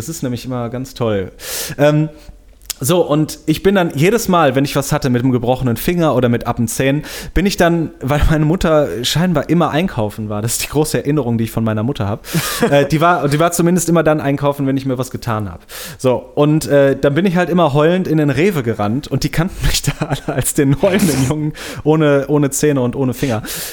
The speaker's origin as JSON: {"language": "German", "town": "Bonn", "region": "North Rhine-Westphalia", "country": "Germany", "tie": "born or raised there", "said": "ich bin vor 3-4 Jahren bin ich nach Bonn-Beuel, wo ich aufgewachsen bin, gefahren"}